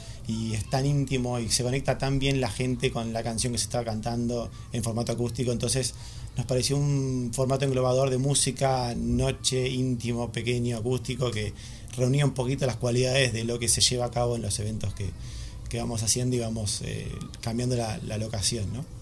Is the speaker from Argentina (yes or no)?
yes; Argentina; now in Madrid, Spain; Soy argentino, por si alguno...